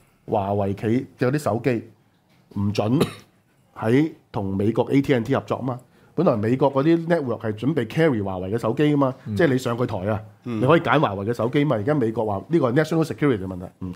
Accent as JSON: {"language": "Cantonese", "country": "Hong Kong", "said": "我們香港人給了500億之後得到些什麼了？"}